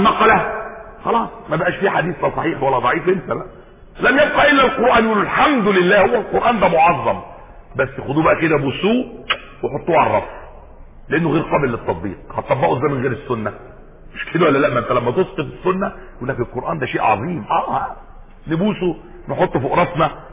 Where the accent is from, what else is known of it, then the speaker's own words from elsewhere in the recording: Egypt; اتعمل عندنا في مصر احنا هنا